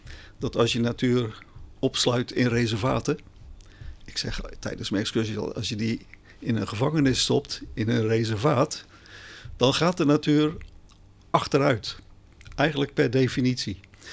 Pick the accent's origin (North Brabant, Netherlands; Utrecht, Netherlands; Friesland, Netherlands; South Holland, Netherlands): South Holland, Netherlands; Charlois; Ja, ik ben geboren op Sjaarloos. Kun je dat horen? Sjaarloos was toen nog een dorpje in 1950... aan de uiterste rand van Rotterdam.